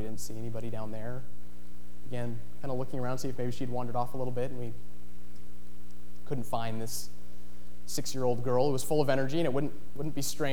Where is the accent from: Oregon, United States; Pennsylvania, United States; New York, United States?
Oregon, United States; Ashland; Like I said, I was born in Ashland, and raised in a loving and caring family, a very religious family.